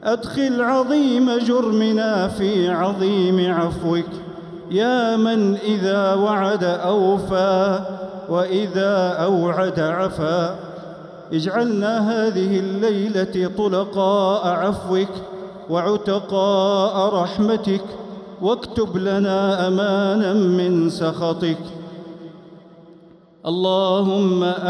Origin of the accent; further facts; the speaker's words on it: Saudi Arabia; اللهم احفظ بلادنا المملكة العربية السعودية